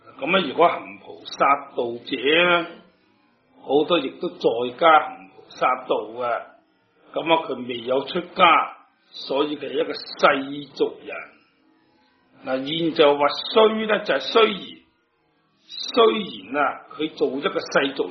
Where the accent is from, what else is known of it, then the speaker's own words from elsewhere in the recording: China; 今日五戒对于我哋中国人呢种礼教嚟讲咧